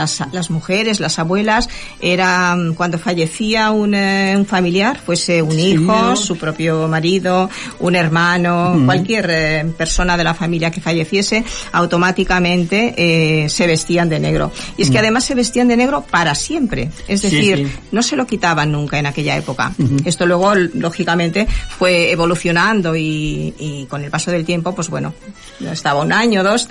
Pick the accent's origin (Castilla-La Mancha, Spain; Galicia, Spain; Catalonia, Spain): Galicia, Spain; aunque este libro sea exclusivamente dedicado a mi pueblo, a mi tierra, cualquier persona que lo leyese, creo que cualquier gallego que lo lea puede sentirse totalmente identificado